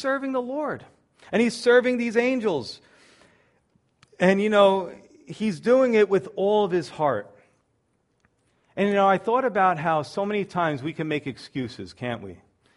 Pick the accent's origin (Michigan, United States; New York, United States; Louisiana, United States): New York, United States; You know, now I'm a New Yorker. I'm always thinking somebody's trying to scam me, right?